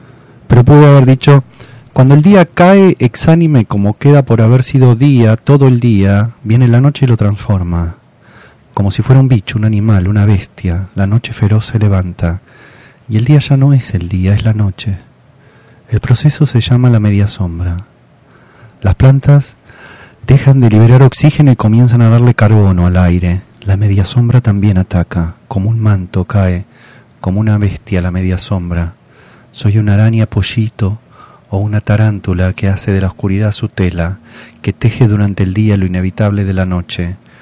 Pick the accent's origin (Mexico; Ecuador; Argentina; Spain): Argentina; yo soy un profesor argentino.